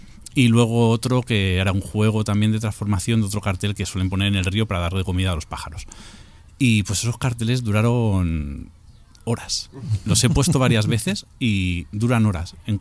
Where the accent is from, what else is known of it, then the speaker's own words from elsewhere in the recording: Madrid, Community of Madrid, Spain; justo yo soy de Usera, eso me pilla relativamente cerca